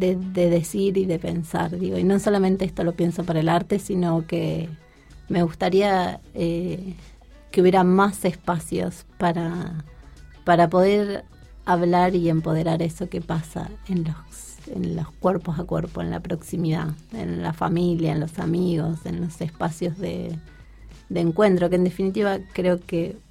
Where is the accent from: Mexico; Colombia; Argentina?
Argentina; siendo argentina, yo creo que sería una pregunta más, una respuesta más ideológica.